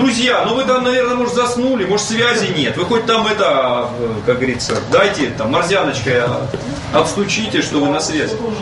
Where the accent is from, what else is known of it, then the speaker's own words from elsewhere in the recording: Muromtsevo, Russia; я из Муромцева, я знаю по России, наверное, 5 или 6 мест, которые называются Муромцево.